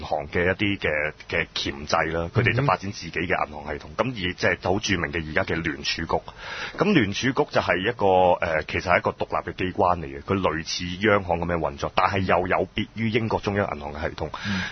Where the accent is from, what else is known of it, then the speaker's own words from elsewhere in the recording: China; 我哋中國人冇咁嘅書嘅